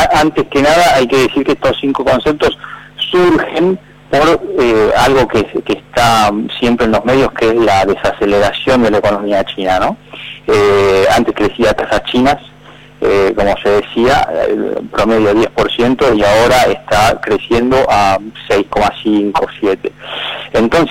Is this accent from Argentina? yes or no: yes; Argentina; no solo a nosotros como argentinos